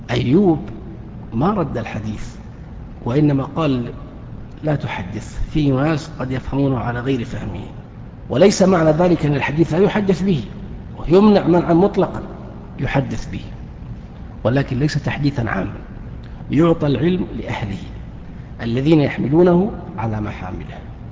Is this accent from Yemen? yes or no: no; Saudi Arabia; ما هي موجودة في الكتب التي عندنا في السعودية